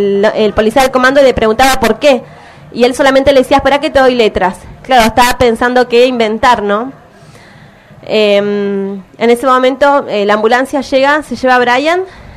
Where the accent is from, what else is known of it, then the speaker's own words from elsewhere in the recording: Neuquén, Argentina; Bueno, hola, como ella dijo, yo vengo de Neuquén.